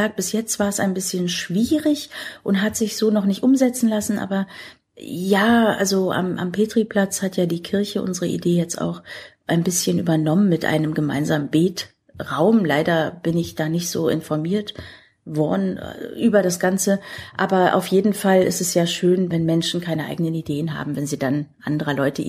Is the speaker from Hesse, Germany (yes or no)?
no; Berlin, Germany; Und als sie hierher kamen, kannten sie sich in Berlin überhaupt nicht aus. Und so sind wir zunächst in Tempelhof gelandet.